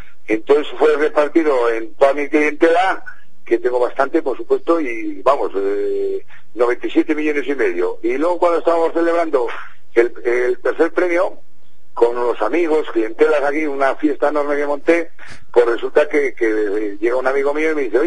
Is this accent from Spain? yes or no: yes; Spain; Me dio una sorpresa pues enorme, como cualquier español que le pueda tocar.